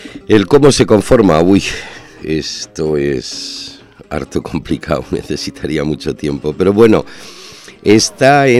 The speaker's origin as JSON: {"language": "Spanish", "region": "northern Spain", "country": "Spain", "lives_now": "Ecuador", "said": "En mi país, lo de mi tierra, yo soy del norte y él era"}